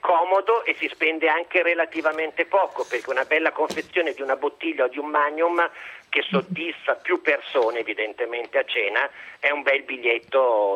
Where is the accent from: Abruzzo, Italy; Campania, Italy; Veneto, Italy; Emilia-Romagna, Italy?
Emilia-Romagna, Italy; Come emiliano